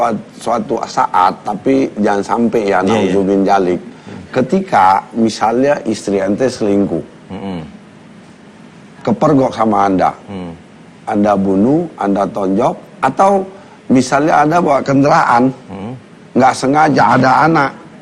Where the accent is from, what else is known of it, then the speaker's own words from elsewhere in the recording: Medan, North Sumatra, Indonesia; Ada yang Ambon, ada yang Bangka, saya dari Medan.